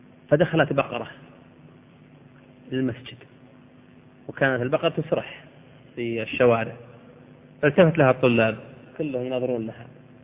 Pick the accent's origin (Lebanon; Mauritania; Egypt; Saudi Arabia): Saudi Arabia; Al-Qassim; يذكرون عن أحد العلماء عندنا في القصيم